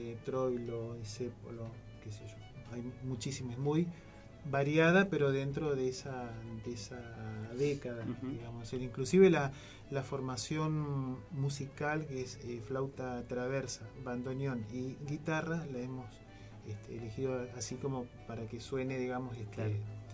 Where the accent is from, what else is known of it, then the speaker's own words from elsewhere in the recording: Argentina; vos le decís sos de Argentina